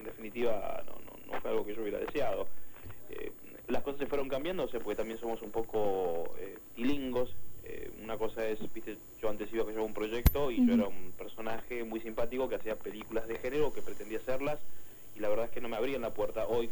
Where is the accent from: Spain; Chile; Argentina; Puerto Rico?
Argentina; hoy me abren las puertas en mi país también por haber hecho películas afuera